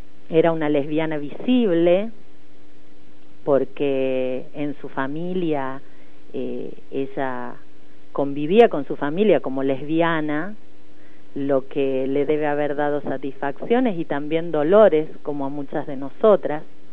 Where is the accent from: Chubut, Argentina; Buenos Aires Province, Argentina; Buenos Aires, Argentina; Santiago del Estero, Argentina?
Santiago del Estero, Argentina; born there; now in Córdoba, Argentina; soy cordobesa por adopción, porque nací en Santiago del Estero.